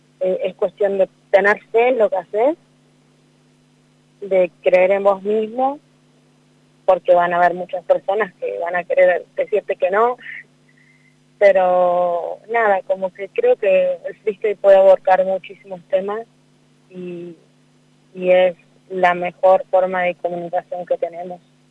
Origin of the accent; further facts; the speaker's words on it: Cutral Có, Neuquén, Argentina; now in Cipolletti, Argentina; a formar palabras mientras iba leyendo los carteles de mi ciudad, que soy de Cutralcó. Estoy actualmente en Cipolletti y Río Negro, pero represento el sur y el valle